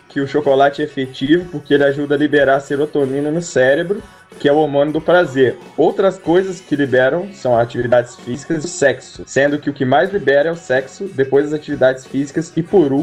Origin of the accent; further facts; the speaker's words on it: Rio de Janeiro, Brazil; tenho 23 anos, sou do Rio de Janeiro, capital